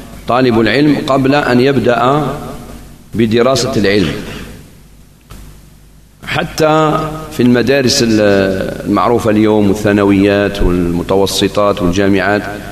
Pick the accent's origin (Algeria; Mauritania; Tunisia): Algeria; Algiers, Algiers Province; وقد بقيت هذه شيء من هذه السنة في عندنا في الجزائر العاصمة